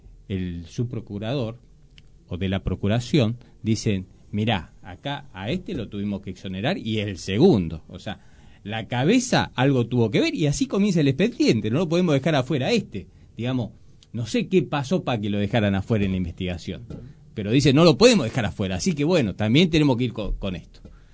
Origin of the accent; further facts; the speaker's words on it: Moreno, Buenos Aires Province, Argentina; yo soy de Moreno, litigo en Moreno, me conozco con los colegas de Moreno